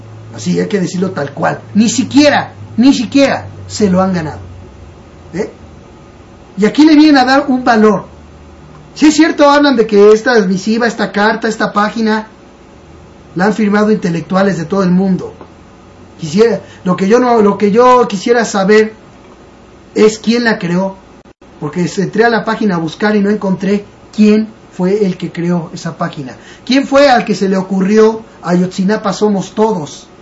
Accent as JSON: {"language": "Spanish", "country": "Mexico", "said": "lo que siento como mexicano"}